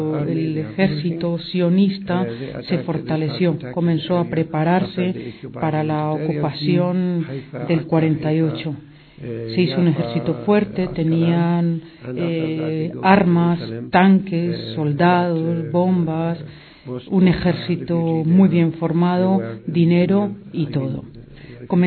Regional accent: Dheisheh, West Bank, Palestine; Para explicar un poco cómo surgió Deisha, el campo de Deisha, de donde vengo yo

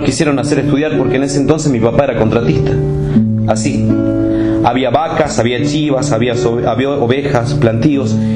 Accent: Sol de Julio, Santiago del Estero, Argentina; el pueblo de donde yo soy, vio. Sol de Julio se llama el pueblo.

